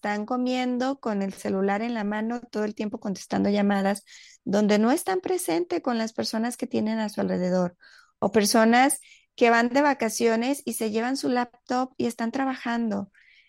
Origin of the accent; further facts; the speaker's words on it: Mexico; en México, que es el país donde yo vivo y de donde soy.